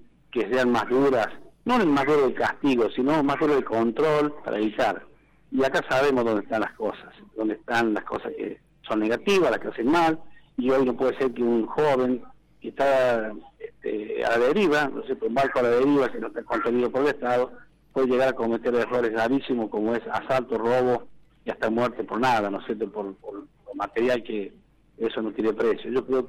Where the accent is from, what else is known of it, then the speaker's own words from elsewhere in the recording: Villa Dolores, Córdoba, Argentina; soy de Villa Dolores, evidentemente, que Villa Dolores, ahí nací, crecí, mi padre tenía 16 hermanos, y la familia mía es grande